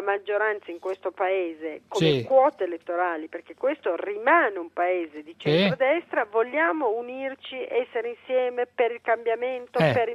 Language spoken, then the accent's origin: Italian; Cuneo, Piedmont, Italy; perché siamo entrambi di Cuneo